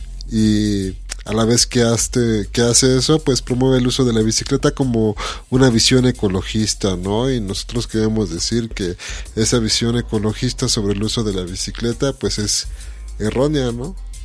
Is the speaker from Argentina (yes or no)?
no; Mexico; un poco de la identidad que tenemos como mexicanos, ¿no?